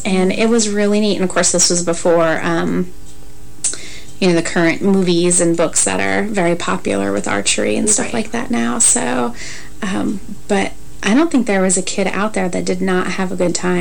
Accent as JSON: {"language": "English", "region": "Montana", "country": "United States", "tie": "born or raised there", "said": "Growing up in Montana, we did have them."}